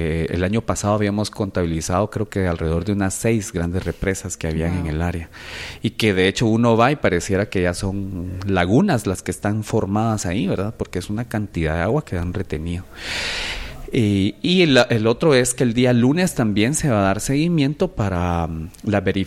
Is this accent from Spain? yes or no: no; Guatemala; como ciudadanos y como guatemaltecos que sentimos muchos de los que estábamos ahí